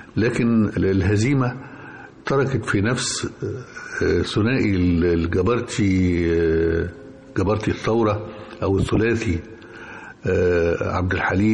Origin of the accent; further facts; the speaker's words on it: Egypt; بالهزيمة المريرة اللي مستنا جميعا كمصريين وعرب